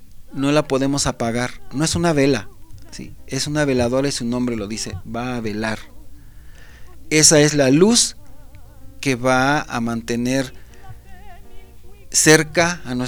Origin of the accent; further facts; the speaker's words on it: Mexico; como mexicanos